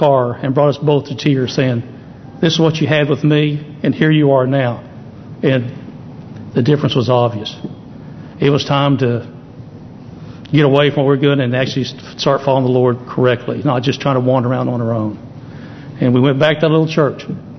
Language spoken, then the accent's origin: English; Springdale, United States; also born or lived in El Segundo, California; And I grew up around Springdale pretty much. I was born in California, out in El Segundo, but ended up in Springdale. So I knew everybody in town.